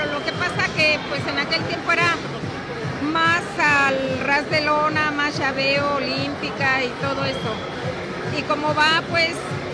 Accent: Guadalajara, Jalisco, Mexico; Soy aquí de Guadalajara, aquí vivo

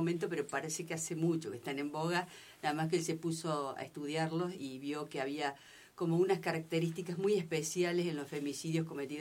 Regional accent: Barranca de los Loros, Río Negro, Argentina; de Barranca de los Loros.

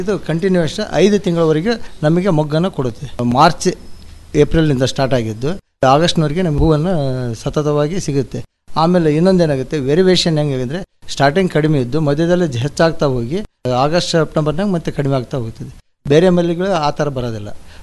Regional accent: Anakanahalli, Karnataka, India; ನಮ್ಮದು ಅನಕನಹಳ್ಳಿ ಗ್ರಾಮ ರೀ

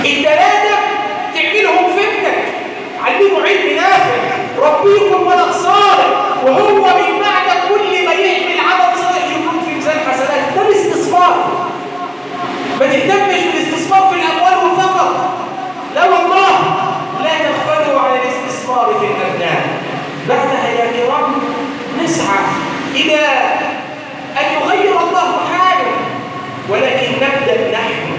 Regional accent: Egypt; اللهم انصر بلادنا مصر الامن والامان

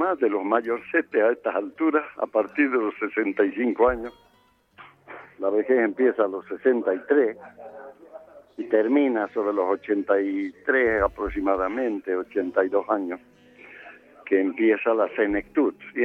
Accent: Salta, Argentina; la tonada, como decimos allí, en el sentido de que no la he querido corregir, ¿no? Me he mantenido salteño toda la vida y la gente ya me conoce sabiendo que soy argentino

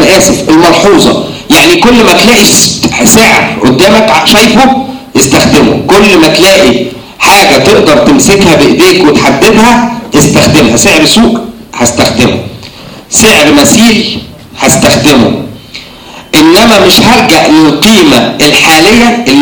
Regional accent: Egypt; الحاجة الوحيدة اللي احنا قريبة مننا كمصريين في مدخل الدخل

